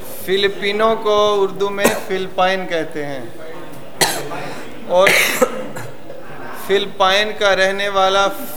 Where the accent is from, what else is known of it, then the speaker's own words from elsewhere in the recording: Pakistan; جیسے میں پاکستان سے آیا ہوں میں پاکستانی ہوں